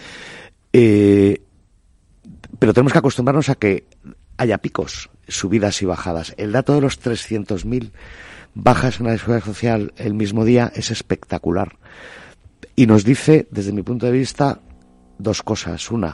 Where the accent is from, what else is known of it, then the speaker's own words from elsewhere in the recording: Galicia, Spain; soy gallego y veraneo en Galicia